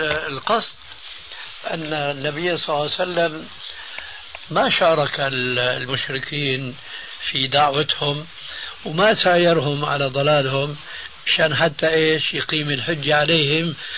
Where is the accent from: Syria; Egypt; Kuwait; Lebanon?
Syria; هم يقولون عندنا في سوريا خير الذقون إشارة تكون